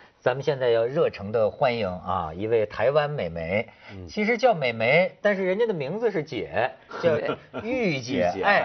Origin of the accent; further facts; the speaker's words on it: China; 你知道现在我们大陆人聊一个什么话题啊？